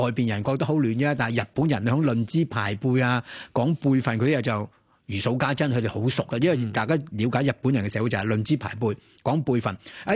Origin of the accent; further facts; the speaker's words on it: China; 如果我哋中國人角度嚟講，係難以接受嘅